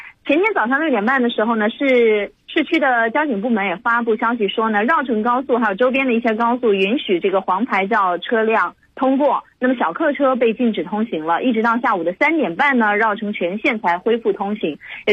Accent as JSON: {"language": "Chinese", "region": "northern China", "country": "China", "tie": "born or raised there", "lives_now": "Hangzhou, China", "said": "因为对于我来说，因为我也是北方长大的嘛。"}